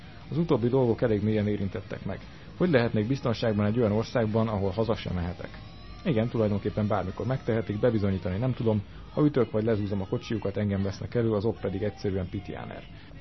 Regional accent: Hungary; Mondtam is az asszonynak, én is magyar vagyok, amikor ezeket mondod, rólam is mondod.

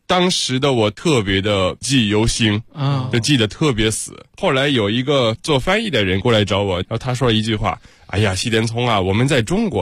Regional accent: Kyoto, Japan; Chinese is a second language; 是2002年的时候，我老家京都和辽宁大连是个友好城市，

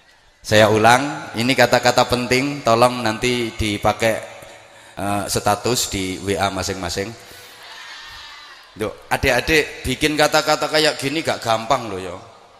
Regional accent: Bojonegoro, East Java, Indonesia; Walaupun saya juga orang Bojonegoro, tapi akhir-akhir ini jarang banget ngaji di wilayah Bojonegoro.

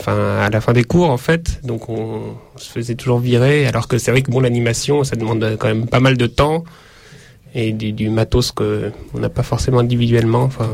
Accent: Annecy, Auvergne-Rhône-Alpes, France; comme je viens d'Annecy, en fait, et profiter de mon séjour à Annecy

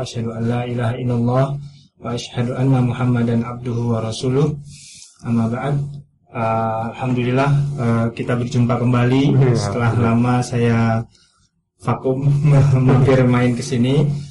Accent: Riau, Indonesia; born there; now in Yogyakarta, Indonesia; Kalau saya itu dari lahir di Riau. Sudah di Jogja udah lama.

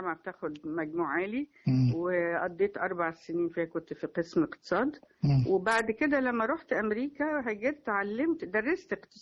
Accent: Cairo, Cairo Governorate, Egypt; moved away as an adult; also born or lived in California, United States; يعني انا اتولدت في القاهره في الاسره السعديه. والدي من الاقصر، والدتي من المنيا، وتربينا في بيت جدي وجدتي اللي هم صعايده من المنيا، بس عشنا هنا في مصر الجديده. وبعدين هاجرت على امريكا بعد ما اتخرجت من جامعه القاهره سياسه واقتصاد،

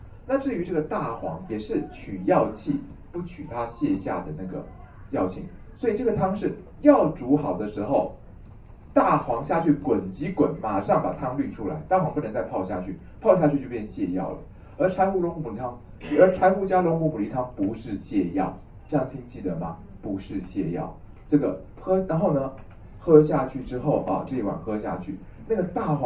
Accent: Taiwan; 那我们台湾人就是胆子小

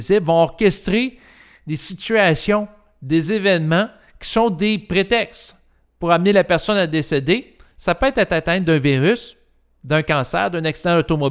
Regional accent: Quebec, Canada; moi, j'ai l'impression, en tant que Québécois

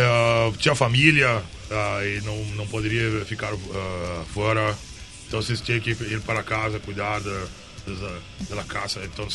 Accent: Brazil; Spanish is a second language; de Brasil. Es un placer, un honor estar acá.

